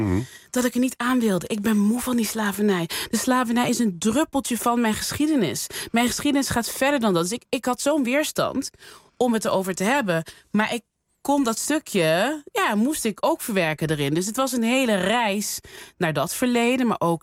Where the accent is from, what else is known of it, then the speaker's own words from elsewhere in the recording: Netherlands; ben geboren en getogen in Nederland.